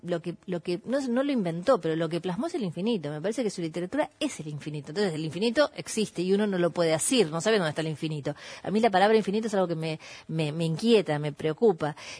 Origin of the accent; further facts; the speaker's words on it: Burzaco, Buenos Aires Province, Argentina; como yo soy de Bursaco